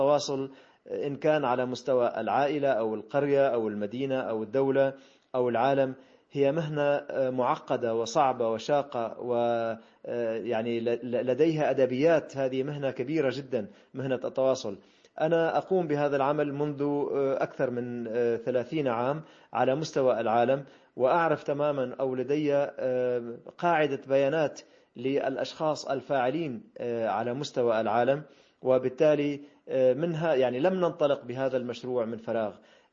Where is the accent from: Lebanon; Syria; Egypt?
Syria; now in Marseille, France; نحن كسوريين كما قلت، وأنا الآن موجود في مدينة مارسيليا